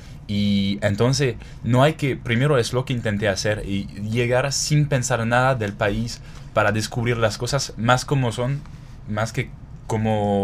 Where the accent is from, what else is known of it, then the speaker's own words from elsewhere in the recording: Toulon, Provence-Alpes-Côte d'Azur, France; Spanish is a second language; Yo vengo de una ciudad que se llama Toulon, o en francés sería Toulon, que se ubica más o menos a 80 kilómetros de Marsella, una hora en carretera normalmente.